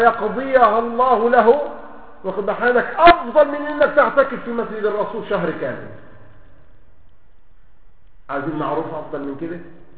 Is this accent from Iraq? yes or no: no; Egypt; زي ما بيقولوا كده عندنا في مصر